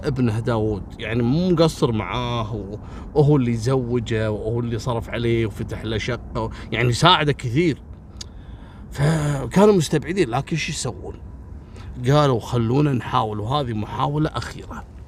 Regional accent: Kuwait; أو أنا ما شفتها عندنا في الكويت

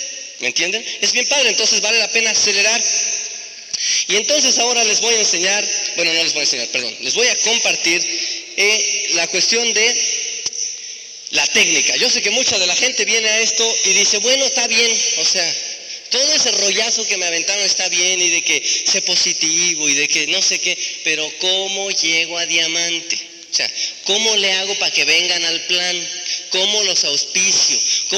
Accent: Tenancingo, State of Mexico, Mexico; porque allá de donde yo soy, de Tenancingo, pues eran unos duraznos bien, bien sabrosos

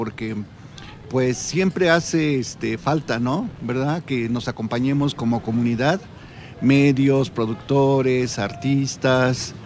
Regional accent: Mexico City, Mexico; born there; now in Amecameca, Mexico; Yo nací en la Ciudad de México, pero hace precisamente esos 18 años me vine a vivir acá

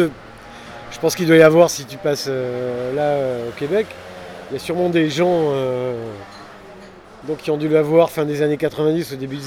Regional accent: Nice, Provence-Alpes-Côte d'Azur, France; alors que je suis à Nice, quand je vais jouer, alors que je suis niçois

